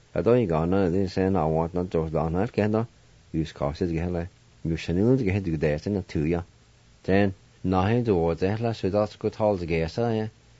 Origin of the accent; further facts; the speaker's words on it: Jay, Oklahoma, United States; will continue my stories about where I grew up in Jay, how our family life was when I was growing up and when I was attending school